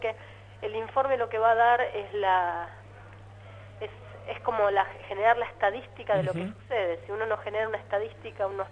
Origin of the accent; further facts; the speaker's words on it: La Plata, Buenos Aires Province, Argentina; Soy platense.